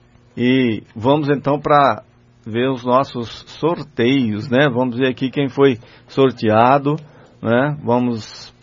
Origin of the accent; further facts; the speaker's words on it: Patamuté, Bahia, Brazil; quando eu falo que eu sou de Patamuté, fica todo mundo dando risada